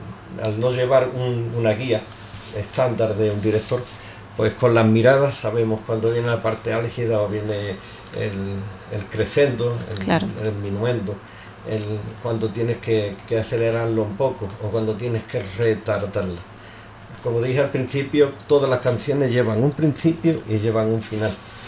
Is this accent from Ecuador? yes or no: no; Ubrique, Andalusia, Spain; yo nací y crié en Ubrique